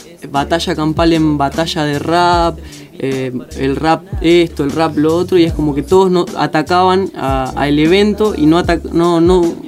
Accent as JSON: {"language": "Spanish", "town": "Garín", "region": "Buenos Aires Province", "country": "Argentina", "said": "De Garín. Soy de Garín."}